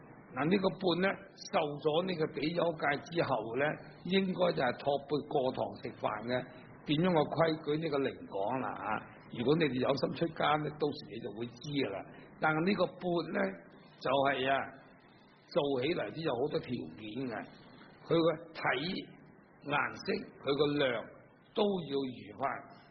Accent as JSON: {"language": "Cantonese", "country": "China", "said": "我哋中國人嘅衣服，因為我哋中國咧比較咧印度嚟講咧係凍咗好多。"}